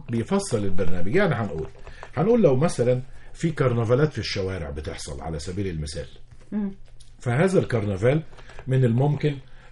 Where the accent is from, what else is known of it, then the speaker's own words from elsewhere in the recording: Egypt; كل حد فينا كمصريين بيعتز أنه من المحافظة الفلانية